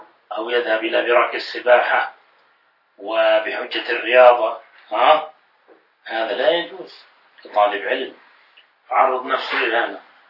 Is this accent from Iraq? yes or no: no; Jordan; ولما علمت أني من الأردن